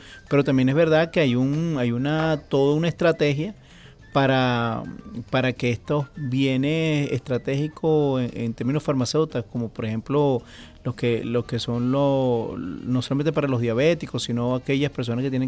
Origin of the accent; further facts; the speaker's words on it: Venezuela; esa reserva moral que nosotros tenemos que elevar como venezolanos.